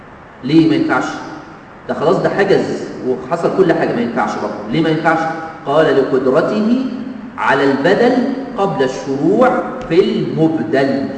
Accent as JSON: {"language": "Arabic", "country": "Egypt", "said": "لازم أطلع النائب عني من بلدي أنا من مصر"}